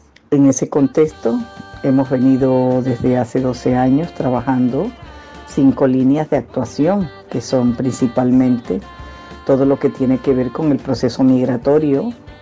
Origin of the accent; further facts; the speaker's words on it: Colombia; now in Valencia, Spain; colombiana, 20 años viviendo en Valencia, psicóloga